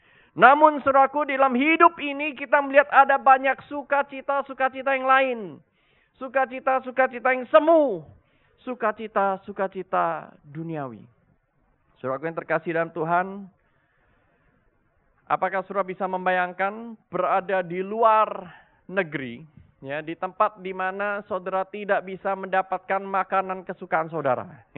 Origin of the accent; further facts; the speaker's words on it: Indonesia; untuk waktu yang cukup lama, 3 tahun lamanya, saya itu tidak pulang-pulang ke Indonesia.